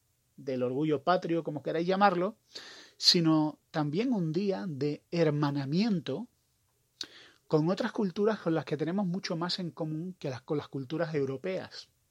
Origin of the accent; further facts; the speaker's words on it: Spain; y yo soy español y hablo de España